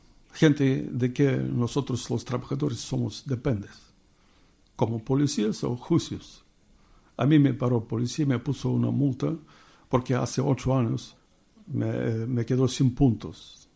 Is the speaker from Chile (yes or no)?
no; Bulgaria; Spanish is a second language; moved away as an adult; now in Spain; España ha venido en el año 2003. Cuando en Bulgaria había muchos cambios en mi país, sin trabajo, sin un invierno, no teníamos que comer por ahí. Y tenía que hacer algo para venir aquí, porque escuchaba que se trabaja bien y se paga bien.